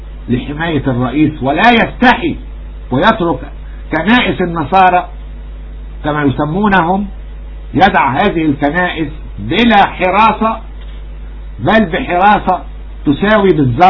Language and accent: Arabic; Egypt; نحن نفرض شروطنا كمصريين كأولاد أرض.